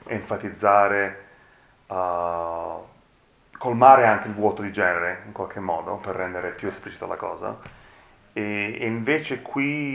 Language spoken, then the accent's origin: Italian; Naples, Campania, Italy; moved away; da napoletano... Che è emigrato. Io ho studiato a Bologna